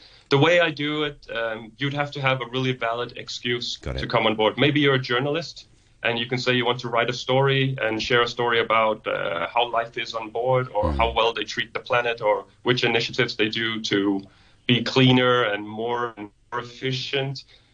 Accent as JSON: {"language": "English", "country": "Denmark", "second_language": "English", "said": "And then it's .dk because I'm from Denmark."}